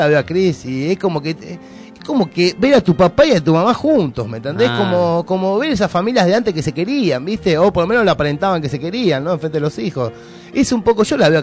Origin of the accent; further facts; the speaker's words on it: Pontevedra, Buenos Aires Province, Argentina; Yo soy de Buenos Aires